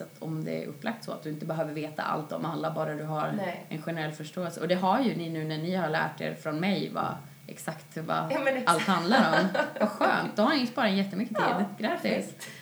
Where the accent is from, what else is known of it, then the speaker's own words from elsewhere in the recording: Gävleborg County, Sweden; Jag bara, men det här är min dialekt. Och ni bara, nej, vi förstår inte. För att du kommer från Hälsingland.